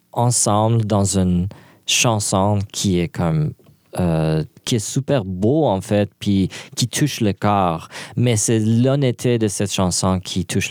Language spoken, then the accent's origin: French; Iran; Puis moi, je suis loin de l'Iran.